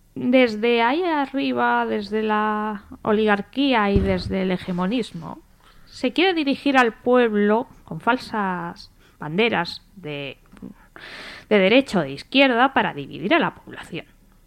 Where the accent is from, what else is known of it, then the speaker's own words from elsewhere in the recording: Spain; también me considero republicana, pero también como española y persona del mundo